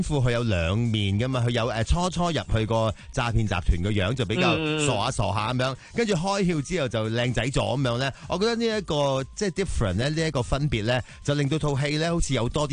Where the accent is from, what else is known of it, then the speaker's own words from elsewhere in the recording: Hong Kong; 身为香港人咧